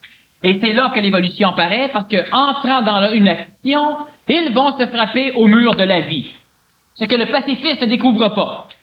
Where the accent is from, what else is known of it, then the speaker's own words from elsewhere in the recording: Montreal, Quebec, Canada; Je suis un Montréalais. Je suis un Québécois. Je suis un ancien ambulancier.